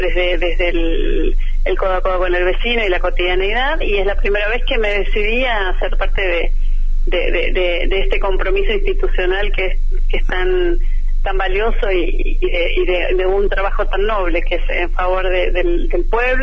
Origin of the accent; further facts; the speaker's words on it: Bariloche, Río Negro, Argentina; also born or lived in Buenos Aires; Soy de Bariloche, mi familia es de aquí, de Bariloche, nací en esta ciudad, me fui a estudiar a Buenos Aires, estudié en la UBA, abogacía, y me volví a Bariloche a ejercer.